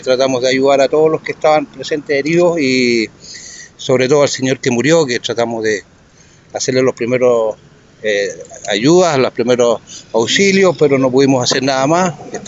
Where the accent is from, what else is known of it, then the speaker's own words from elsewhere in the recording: Osorno, Los Lagos, Chile; No, yo soy de Osorno.